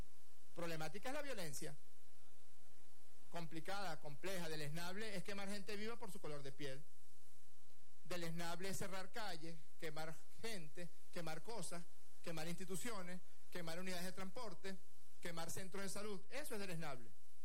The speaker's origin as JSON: {"language": "Spanish", "country": "Venezuela"}